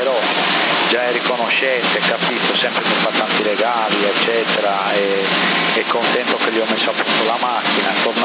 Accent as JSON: {"language": "Italian", "town": "Bonorva", "region": "Sardinia", "country": "Italy", "said": "ma sono originari del mio paese di Bonorra, capito?"}